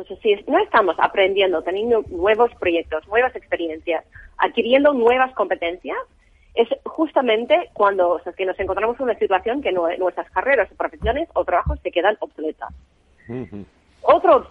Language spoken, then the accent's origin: Spanish; United States; Spanish is a second language; Porque yo, obviamente, soy americana y tenemos otro modelo ahí